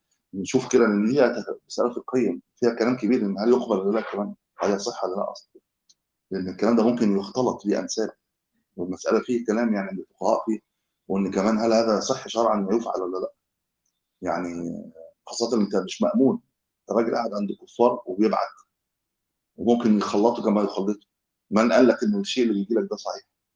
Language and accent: Arabic; Egypt; من أهل الإسلام عندنا في مصر